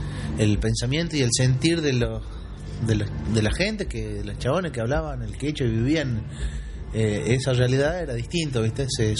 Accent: Jujuy, Argentina; now in Córdoba, Argentina; Somos jujeños, los cuatro. Somos jujeños que ya llevamos más o menos la mitad de nuestra vida vivida en Córdoba.

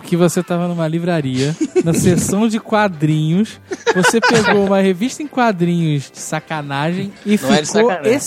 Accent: Rio de Janeiro, Brazil; eu sou do Rio, então sabe. Eu posso falar.

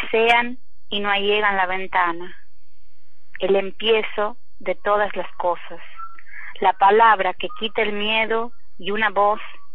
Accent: Tucumán, Argentina; born there; nací en Tucumán en 1974 y soy nieta de inmigrantes sefaradíes que vinieron de Turquía.

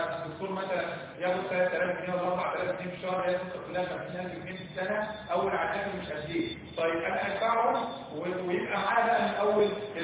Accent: Egypt; احنا عارفين ان احنا كلنا كلنا اللي احنا مصريين ان احنا كلنا مصريين

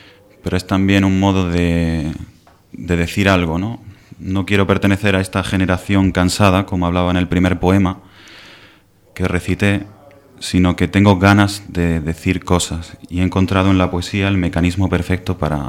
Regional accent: Mancha Real, Andalusia, Spain; Pues yo soy de... nací en Mancha Real, que es un pueblo de Jaén, es un pueblo de unos 10.000 habitantes.

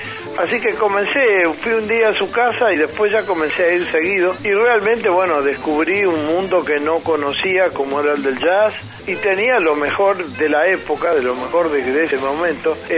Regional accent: Núñez, Buenos Aires, Argentina; de mi pueblo, en Núñez

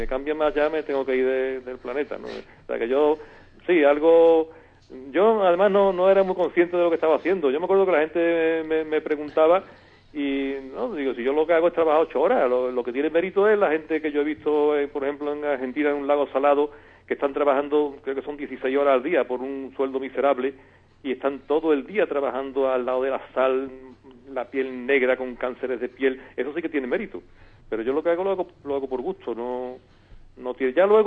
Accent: Seville, Andalusia, Spain; voy a empezar por la negativa, que fue en mi tierra. El único punto así que me sentí mal, ¿no? Llegando ya a Sevilla, muy cerca del río

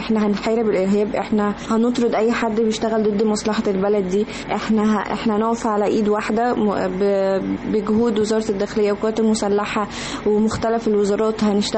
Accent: Egypt; ونفخر بنفسنا كمصريين

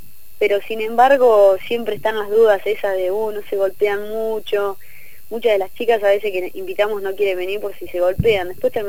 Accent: Tandil, Buenos Aires Province, Argentina; now in La Plata, Argentina; yo soy de Tandil. Después, cuando me vine a La Plata, pensé que iba a encontrar un equipo acá en La Plata y no había nada.

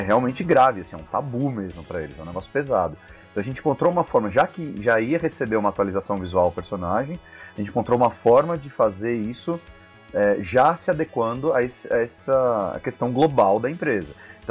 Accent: Brazil; Então, eu sou daqui, eu cresci aqui no Brasil

